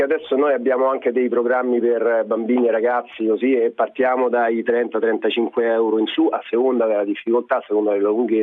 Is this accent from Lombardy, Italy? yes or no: no; Rome, Lazio, Italy; Io sono di Roma.